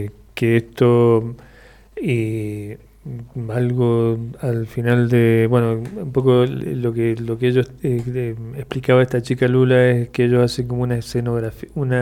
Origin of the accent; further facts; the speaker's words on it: Mendoza, Argentina; En la realidad nuestra, como mendocinos y mendocinas, con todas estas situaciones trágicas